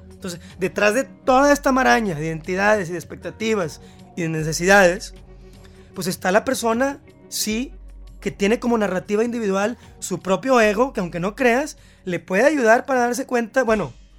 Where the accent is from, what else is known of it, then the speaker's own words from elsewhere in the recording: Mexico; bueno, soy mexicano, sí, tampoco voy a estar en contra de todo